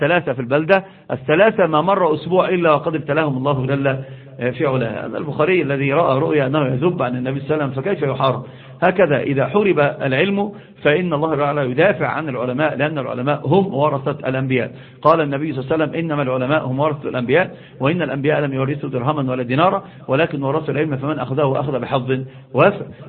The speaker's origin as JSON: {"language": "Arabic", "region": "Upper Egypt", "country": "Egypt", "said": "حتى عندنا في الصعيد يقسمون"}